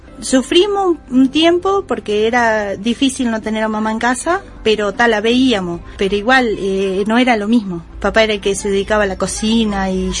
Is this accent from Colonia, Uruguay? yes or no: no; Batoví, Rivera, Uruguay; Vengo de Batoví. Fui criada en una familia muy humilde.